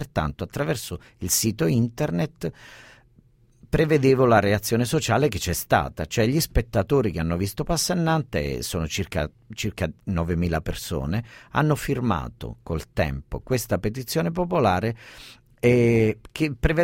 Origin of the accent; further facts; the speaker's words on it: Basilicata, Italy; moved away as an adult; io sono un lucano esattamente come il cuoco, l'anarchico Passannante, e quando arrivai a Roma nel 1984